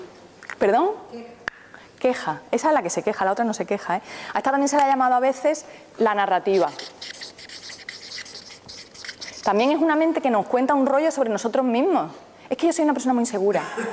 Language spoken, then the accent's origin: Spanish; Seville, Andalusia, Spain; Puede ser, aquí viví enfrente del mar. Yo que vengo de Sevilla, que es más durillo.